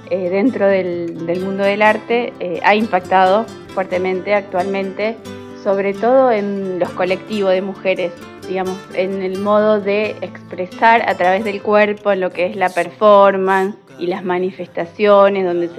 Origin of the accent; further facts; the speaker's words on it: Capitán Bermúdez, Santa Fe, Argentina; soy de Capitán Bermúdez, soy docente y licenciada en Bellas Artes